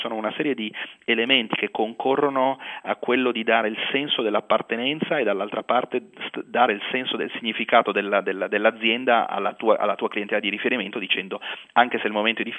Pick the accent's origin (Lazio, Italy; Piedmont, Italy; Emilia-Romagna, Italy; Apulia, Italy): Piedmont, Italy; Turin; come noi siamo di Torino